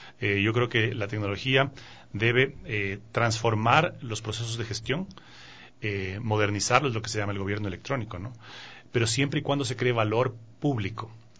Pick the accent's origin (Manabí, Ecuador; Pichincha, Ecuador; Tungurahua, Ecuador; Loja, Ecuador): Pichincha, Ecuador; Quito; born there; Mi familia viene de Imbabura, gran parte de mi familia, paterna y materna. Yo ya nací en Quito. Y entonces, claro, y me crié junto a los caballos